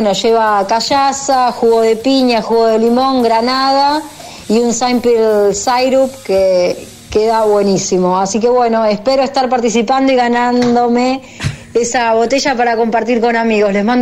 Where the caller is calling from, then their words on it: Quilmes, Buenos Aires Province, Argentina; de Quilmes.